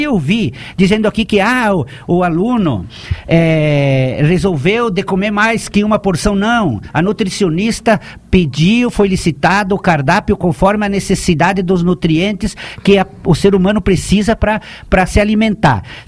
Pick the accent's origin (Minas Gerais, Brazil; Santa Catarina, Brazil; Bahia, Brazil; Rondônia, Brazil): Santa Catarina, Brazil; Chapecó; eu nasci em Chapecó, eu continuo morando na mesma propriedade onde eu nasci.